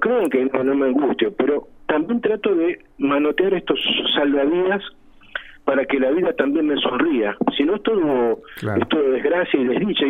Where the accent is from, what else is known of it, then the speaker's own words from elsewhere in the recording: Argentina; hoy somos argentinos con un cóctel de genes y también de historias.